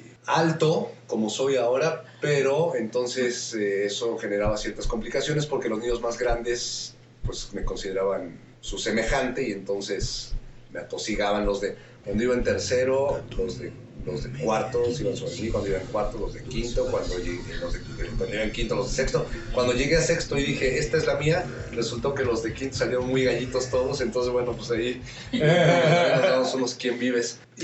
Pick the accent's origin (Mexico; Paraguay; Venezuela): Mexico; Mexico City; born there; Nací aquí en la Ciudad de México, pues me gusta más bien decir que nací acá en este planeta